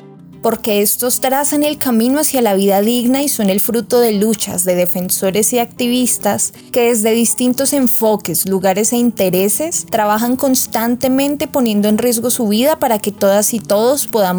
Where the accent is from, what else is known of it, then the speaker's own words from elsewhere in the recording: Colombia; Como colombianas y colombianos, las dinámicas del conflicto armado han permeado nuestra vida cotidiana